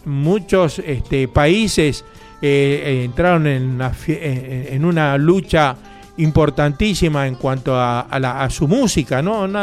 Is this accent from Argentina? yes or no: yes; Bernal, Buenos Aires Province, Argentina; also born or lived in Quilmes; Yo siempre nací en Quilmes, pero la mayoría de mi vida pasó en Bernal, y está pasando en Bernal.